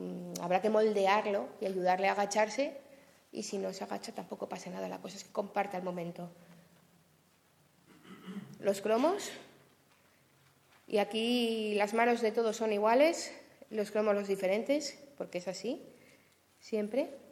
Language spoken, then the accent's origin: Spanish; Asturias, Spain; es que vengo de Asturias y allí lo del sol está un poco complicado.